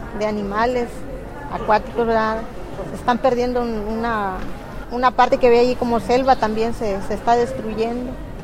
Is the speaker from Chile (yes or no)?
no; Ozuluama, Veracruz, Mexico; vengo del norte de Veracruz, de Osuluama, Veracruz